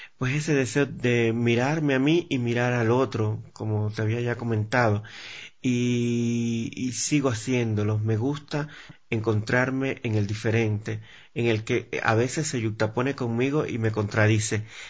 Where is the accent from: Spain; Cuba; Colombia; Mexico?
Cuba; Holguín; born there; en Ediciones Holguín, en mi provincia natal, en el oriente del país, en Cuba.